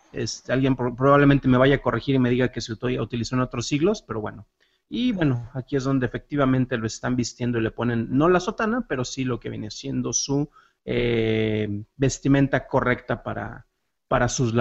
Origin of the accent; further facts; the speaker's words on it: San Juan de los Lagos, Jalisco, Mexico; Los que me conocen saben que soy originario de San Juan de los Lagos, allá en Jalisco.